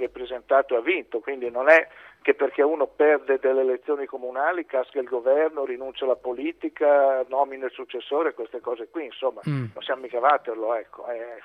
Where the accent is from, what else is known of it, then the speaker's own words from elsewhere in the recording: Busto Arsizio, Lombardy, Italy; D'altro canto sono di Busto Arsizio